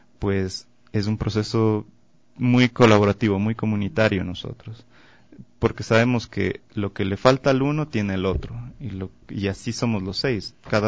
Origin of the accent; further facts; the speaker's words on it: Quito, Pichincha, Ecuador; yo soy de Quito, entonces tengo la estrella Quito muy presente en mí